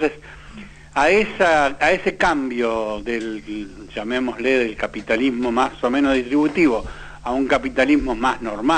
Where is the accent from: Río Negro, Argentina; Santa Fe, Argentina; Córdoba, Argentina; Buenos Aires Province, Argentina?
Santa Fe, Argentina; Yo soy santafesino